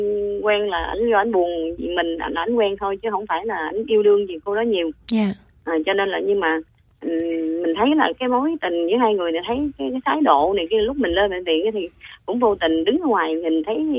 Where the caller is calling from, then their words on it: Vietnam; Mình đang gọi tới từ Bình Dương ạ.